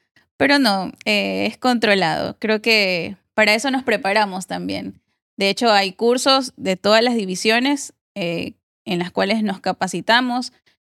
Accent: Loja, Ecuador; yo no soy guayaquileña, yo nací en Loja

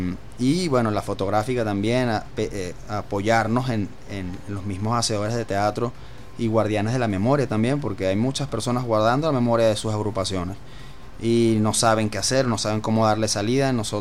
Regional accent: Venezuela; como ciudadanos venezolanos

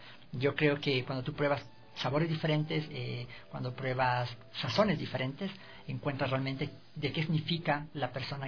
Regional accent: Chile; now in Ecuador; nosotros como organización, que somos chilenos en Ecuador

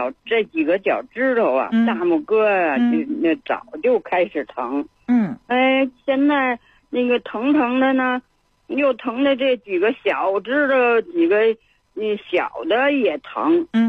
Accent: Beijing, China; 您是北京人，我也是北京人

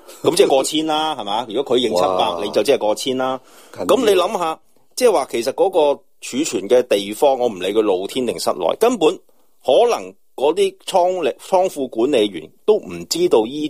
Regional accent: Hong Kong; 其实我哋香港人叫做 keeper

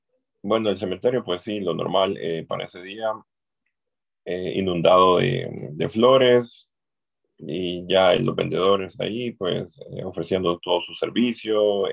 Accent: Tegucigalpa, Francisco Morazán, Honduras; pues sí, yo soy de Honduras, de Tegucigalpa, de la capital de Francisco Morazán, Tegucigalpa.

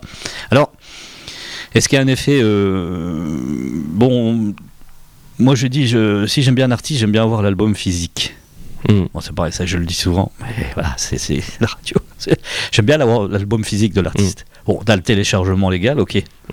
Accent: France; quand on n'entendait plus grand chose chez nous, en France

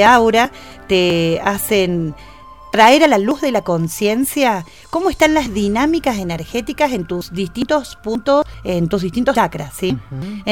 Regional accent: Córdoba, Argentina; soy de Córdoba Capital

